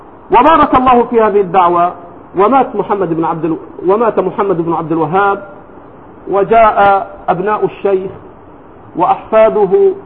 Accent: Egypt; لكن عندنا في مصر الآن

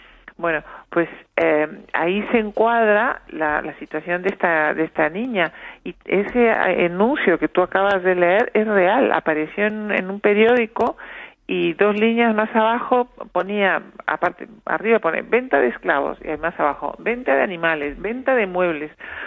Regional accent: Uruguay; yo soy uruguaya

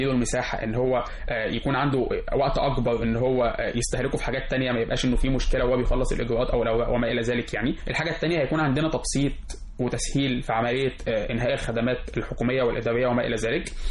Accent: El Mahalla El Kubra, Gharbia, Egypt; فانا طبعا انا مش من القاهره، انا من مدينه المحله، وبالتالي انا ابتديت ان انا اعمل مشروع عندي في محافظه الغربيه خاص بالبيئه

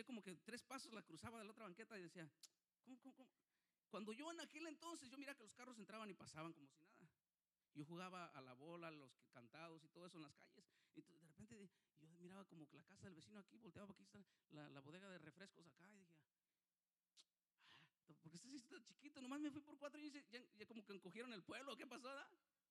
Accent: Guadalajara, Jalisco, Mexico; para llegar a Guadalajara, de donde yo soy del estado de Jalisco

